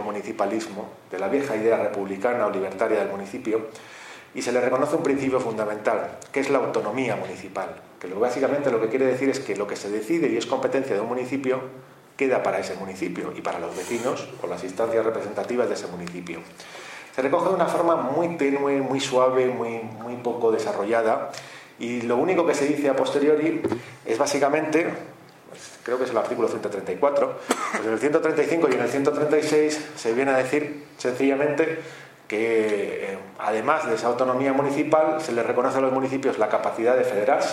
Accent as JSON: {"language": "Spanish", "town": "Madrid", "region": "Community of Madrid", "country": "Spain", "said": "yo vengo de Madrid"}